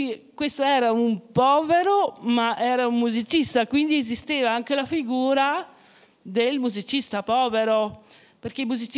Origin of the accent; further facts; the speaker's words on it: Bolzano, Trentino-Alto Adige, Italy; Io sono cresciuta a Bolzano e lì si parlava di zaccola, zoccolari, no?